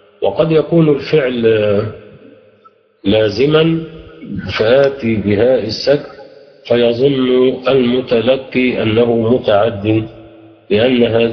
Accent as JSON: {"language": "Arabic", "country": "Egypt", "said": "حتى في اللهجة العامية في عندنا في مصر ماذا يحدث لها"}